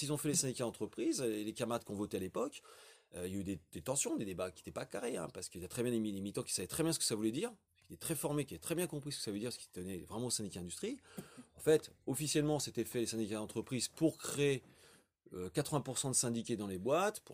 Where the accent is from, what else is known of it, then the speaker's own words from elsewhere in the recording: Grand Est, France; mais je viens de la Champagne